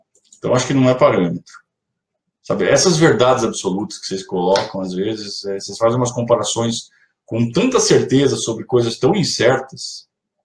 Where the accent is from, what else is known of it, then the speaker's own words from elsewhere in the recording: Sorocaba, São Paulo, Brazil; Eu sou de Sorocaba, cara. Sou sorocabano.